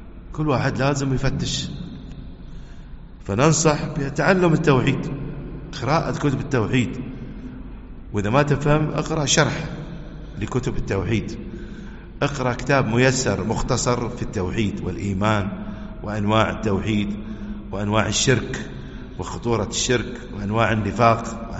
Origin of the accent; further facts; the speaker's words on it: United Arab Emirates; يحفظنا ويحفظ بلادنا الإمارات